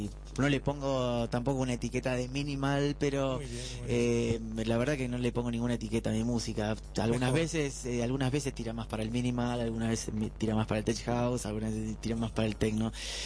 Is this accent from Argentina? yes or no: yes; Rosario, Santa Fe, Argentina; Yo soy de Rosario, que es una ciudad 300 kilómetros al norte de Buenos Aires.